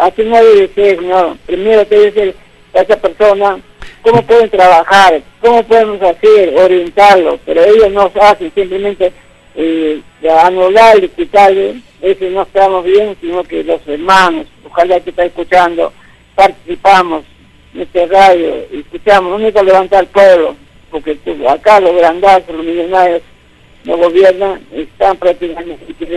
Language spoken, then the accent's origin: Spanish; Ayacucho, Peru; now in Lima, Peru; Ya, me llamo de acá, Surco entre Barranco, yo soy un provinciano, ayacuchano